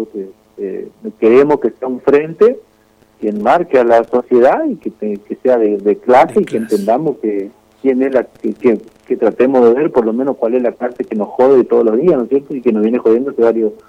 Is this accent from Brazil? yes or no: no; Argentina; nosotros que somos nacidos y criados en esta zona, en esta región del país, que somos netamente argentinos